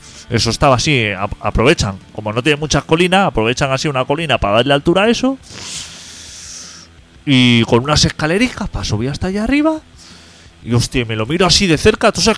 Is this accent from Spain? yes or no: yes; Barcelona, Catalonia, Spain; Yo que soy de Carmelo, sí.